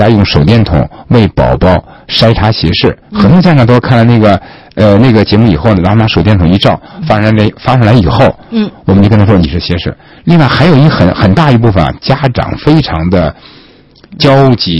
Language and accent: Chinese; China; 因为我们中国人是蒙古人的人种嘛